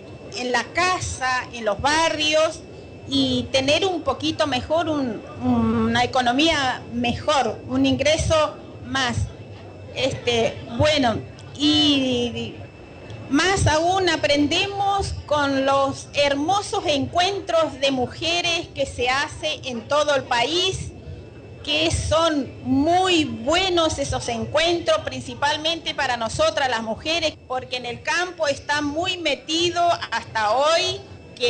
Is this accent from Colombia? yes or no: no; Formosa, Argentina; vengo de una provincia de Formosa, del campo, donde realmente en el campo, en un pueblito, como todos saben, las provincias del norte, está muy marcado el machismo.